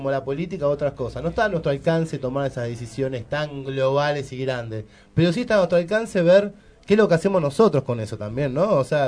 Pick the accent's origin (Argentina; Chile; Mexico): Argentina; Somos argentinos y nuestra idiosincrasia y el territorio es diferente.